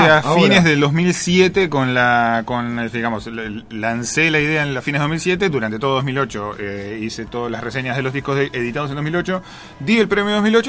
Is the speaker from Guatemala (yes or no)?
no; Mar del Plata, Buenos Aires Province, Argentina